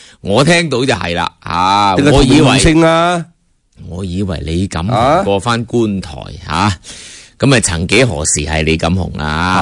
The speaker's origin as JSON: {"language": "Cantonese", "country": "China", "said": "就好多时候我哋中国人过去嘅历史一样，怀柔政策去到外国咧。"}